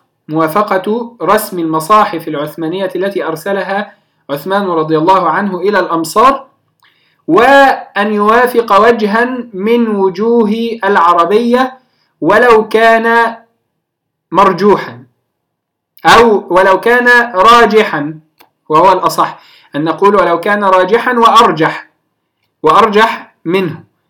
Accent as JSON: {"language": "Arabic", "country": "Egypt", "said": "على سبيل المثال عندنا في مصر نفتح موسى وما شابه"}